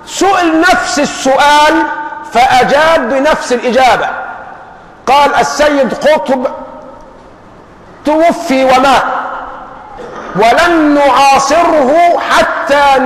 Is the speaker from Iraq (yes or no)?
no; Egypt; طبعا نحن كمصريين فينا العاطفة